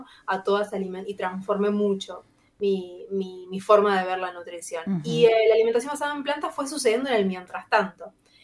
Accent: Rosario, Santa Fe, Argentina; soy rosarina, así que estoy en Rosario, en mi casa que es Rosario.

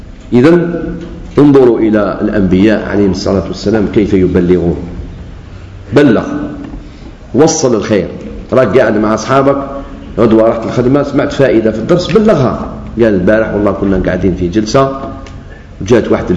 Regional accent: Algeria; كما قلت لكم قبل ما تصرف فتنة الدماء عندنا في الجزائر

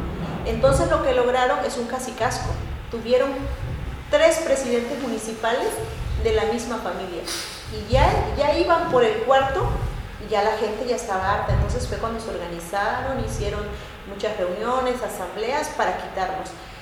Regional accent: Chapultenango, Chiapas, Mexico; los que comenzamos es Chapultenango, de donde soy yo

